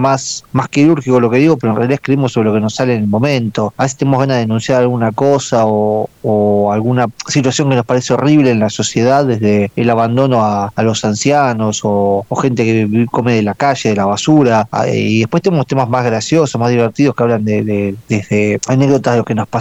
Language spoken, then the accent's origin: Spanish; Buenos Aires Province, Argentina; Somos todos de Buenos Aires, hay dos que son de Capital Federal, nosotros tres somos de provincia de Buenos Aires